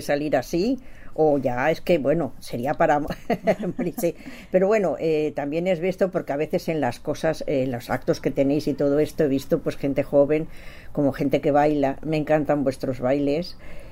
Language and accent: Spanish; Barcelona, Catalonia, Spain; Lo digo porque yo soy de Barcelona